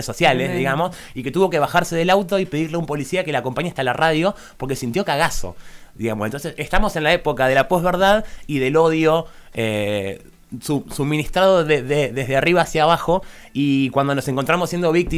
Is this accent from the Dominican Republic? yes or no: no; San Marcos Sierras, Córdoba, Argentina; como somos de San Marcos Sierras